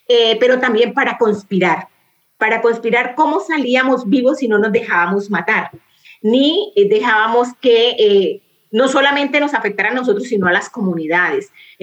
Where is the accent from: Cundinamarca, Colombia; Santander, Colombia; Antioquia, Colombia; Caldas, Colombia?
Santander, Colombia; Barrancabermeja; moved away; después de haber salido desplazada de Barranca Bermeja, mi ciudad natal, ciudad de la región del Magdalena Medio